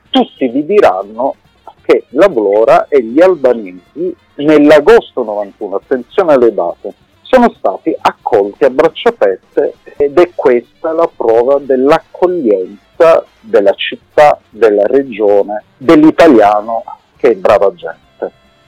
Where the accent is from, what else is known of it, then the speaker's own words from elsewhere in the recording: Bari, Apulia, Italy; born there; perché sono nato a Bari, mi trovavo in quei giorni da solo a casa